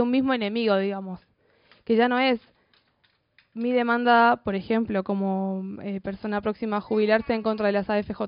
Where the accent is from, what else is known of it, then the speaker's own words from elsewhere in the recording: Chile; born there; moved away; soy migrante, nací en Chile, soy exiliada por la educación de mercado de mi país.